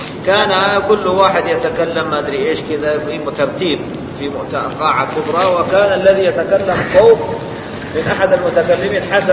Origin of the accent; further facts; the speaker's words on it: Saudi Arabia; الحوار الوطني هنا عندنا في السعودية